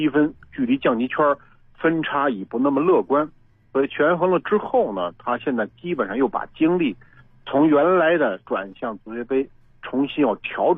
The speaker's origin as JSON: {"language": "Chinese", "region": "North China", "country": "China", "said": "因为尤其是咱们从北方过来的人对于广州这种天气还是比较敏感"}